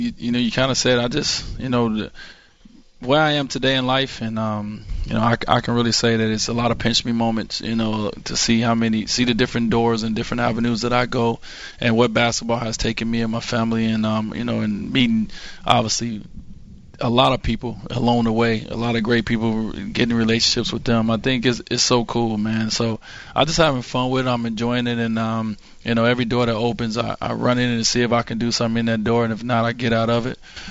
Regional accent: Chicago, Illinois, United States; You know, I'm growing up in Chicago, getting a chance to meet Oprah.

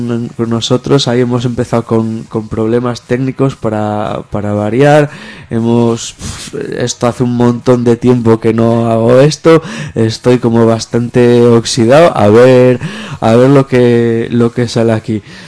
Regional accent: Asturias, Spain; now in São Paulo, Brazil; en mi pueblo también se dice en Asturias

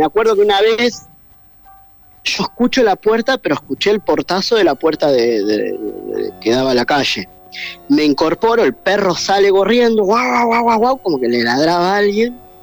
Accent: Rosario, Santa Fe, Argentina; now in Buenos Aires, Argentina; Bueno, yo soy de Rosario.

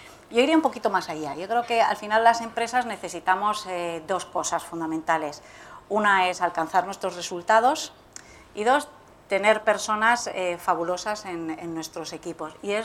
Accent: Alcalá de Henares, Community of Madrid, Spain; Yo soy de Alcalá de Henares

